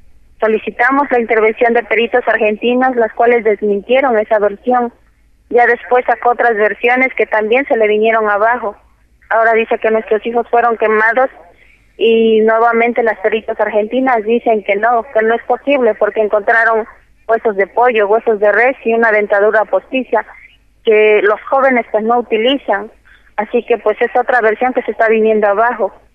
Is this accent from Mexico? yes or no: yes; Mexico; Como mexicanos hemos recorrido toda la República Mexicana